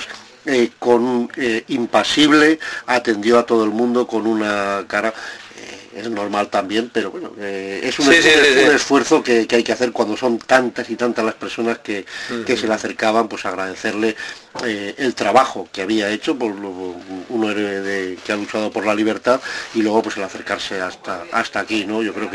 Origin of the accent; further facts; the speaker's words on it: Zaragoza, Aragon, Spain; para los que somos de aquí de Zaragoza